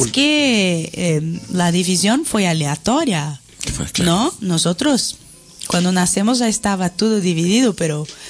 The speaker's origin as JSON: {"language": "Spanish", "country": "Brazil", "second_language": "Spanish", "said": "Yo soy muy brasileña, ¿no?"}